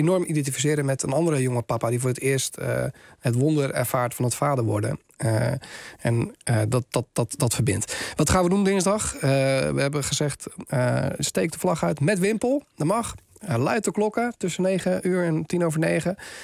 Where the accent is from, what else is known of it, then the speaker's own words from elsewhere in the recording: Gouda, South Holland, Netherlands; Erasmus, ik kom uit Gouda, dus ik moet hem even noemen.